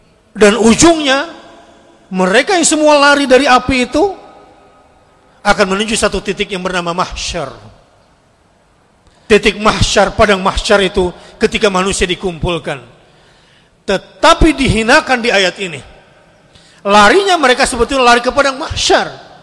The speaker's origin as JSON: {"language": "Indonesian", "region": "West Java", "country": "Indonesia", "said": "Saya kan orang Sunda."}